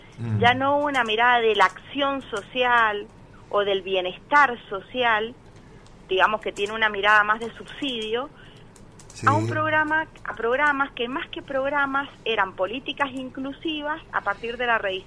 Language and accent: Spanish; Tupungato, Mendoza, Argentina; Exactamente, y en este momento justamente estoy acá en Tupungato.